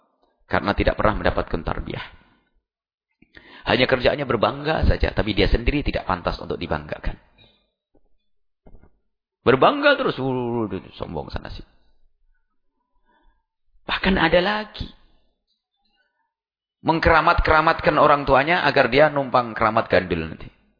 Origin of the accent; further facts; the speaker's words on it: East Java, Indonesia; Orang Jawa Timur itu kalau punya anak dipanggil Gus, saya orang Jawa Timur.